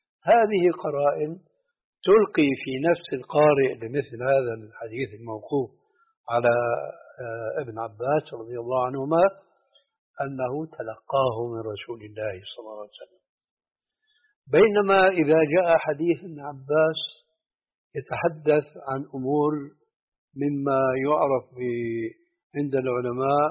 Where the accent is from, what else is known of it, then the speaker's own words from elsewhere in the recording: Syria; عندنا في سوريا